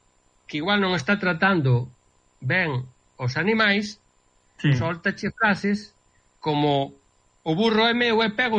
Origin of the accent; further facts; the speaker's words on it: Galicia, Spain; now in New Jersey, United States; os galegos, eu quero lle moito, son galego